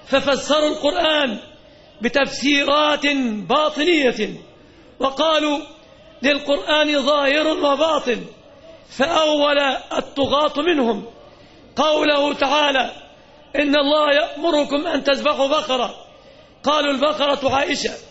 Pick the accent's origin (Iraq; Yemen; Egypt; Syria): Egypt; لم نكن نتوقع يوما أن تطأ أقدامهم النجسة بلادنا مصر